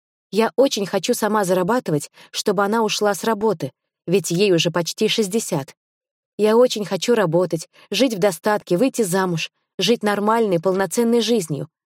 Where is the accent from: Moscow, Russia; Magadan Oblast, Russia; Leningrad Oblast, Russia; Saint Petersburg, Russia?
Moscow, Russia; born there; Я росла очень развитым и талантливым ребенком в обеспеченной семье. Родилась в Москве.